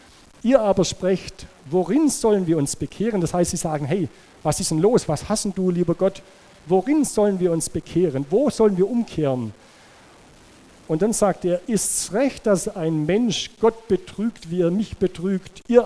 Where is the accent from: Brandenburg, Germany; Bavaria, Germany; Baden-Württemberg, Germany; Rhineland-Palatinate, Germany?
Baden-Württemberg, Germany; Ich komme aus dem Schwäbischen, da weiß man, wie man geizig sein kann.